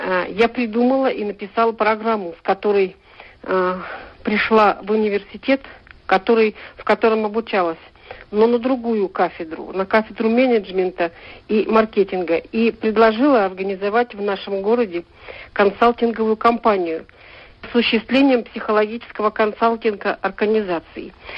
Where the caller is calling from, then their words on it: Novokuznetsk, Kemerovo Oblast, Russia; я из Новокузнецка.